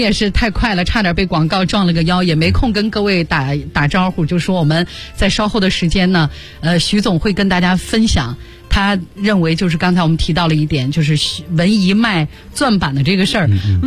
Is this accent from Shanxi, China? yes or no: yes; Shanxi, China; 甚至包括我的老家生产的汾酒